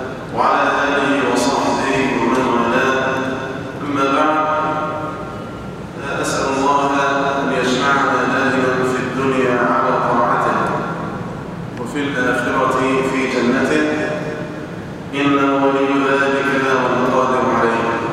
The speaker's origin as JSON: {"language": "Arabic", "country": "Egypt", "said": "وأسأل ربي أن يجعل بلدنا مصر أمنا أمانا"}